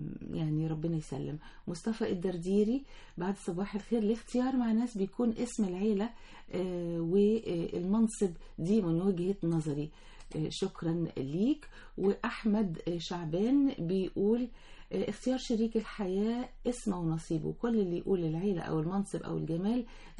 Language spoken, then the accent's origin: Arabic; Upper Egypt, Egypt; عندنا في الصعيد ما زالت وللأسف بتسيطر علينا فكرة العائلات،